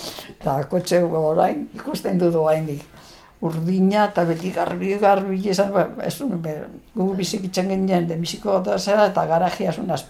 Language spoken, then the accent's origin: Basque; Irun, Basque Country, Spain; Ni irundarra, ni hemen jaio nintzen, irunen.